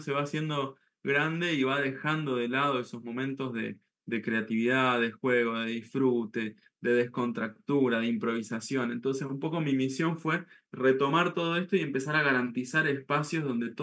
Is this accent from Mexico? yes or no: no; Mendoza, Argentina; Y ahí llegué a Mendoza, donde yo nací, donde yo soy